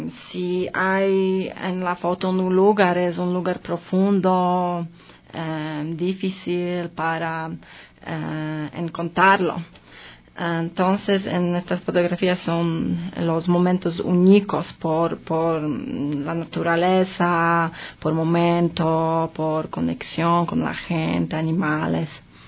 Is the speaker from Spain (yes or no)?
no; Poland; Spanish is a second language; Vivo en Ecuador casi 2 años y quisiera compartir mi experiencia sobre la cultura diferente para mí porque soy de Polonia.